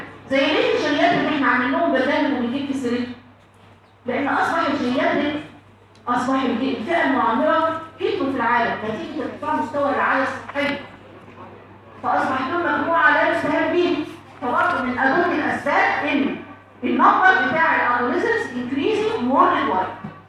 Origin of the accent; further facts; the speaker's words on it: Egypt; يعني عشان انا مثلا مصريه هتلاقي الكلمه دي عادي